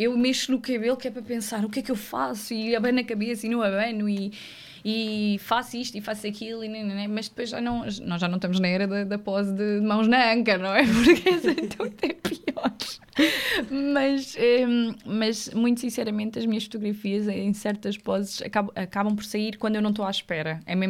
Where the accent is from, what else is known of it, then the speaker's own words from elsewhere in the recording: Alentejo, Portugal; Ainda por cima eu sou alentejana, vai demorar um bocadinho.